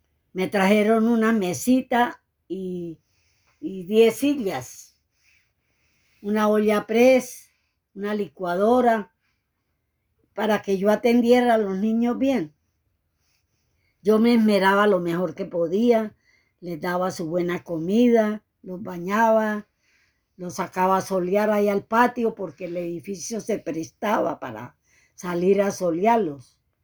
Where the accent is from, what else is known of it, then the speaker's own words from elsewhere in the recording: Venezuela; moved away as an adult; como yo salí en carrera de Venezuela por la situación que se presentó